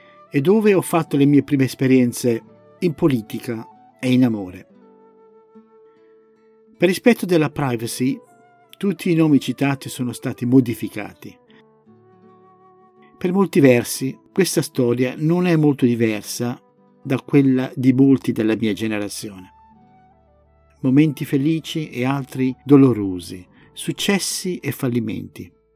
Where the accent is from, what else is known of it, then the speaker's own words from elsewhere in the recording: Busto Arsizio, Lombardy, Italy; moved away as an adult; also born or lived in Eboli; now in England, United Kingdom; Sono nato a Eboli, sulla splendida costiera del Cilento, ma ho trascorso l'adolescenza a Busto Arsizio, in provincia di Varese, tra i boschi, fiumi e laghi del Parco del Ticino. Poi il destino mi ha portato lontano. Da oltre 40 anni vivo in Inghilterra